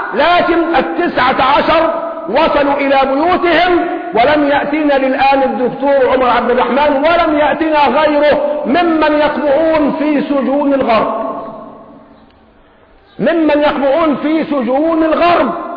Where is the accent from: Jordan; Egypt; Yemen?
Egypt; تخفيض المديونية عنا كمصريين